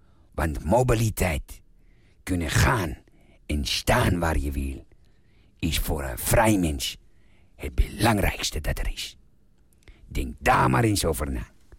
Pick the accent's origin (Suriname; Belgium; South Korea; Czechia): Czechia; Dutch is a second language; now in Netherlands; In mijn vaderland Tsjechië zijn niet erg veel goede wegen.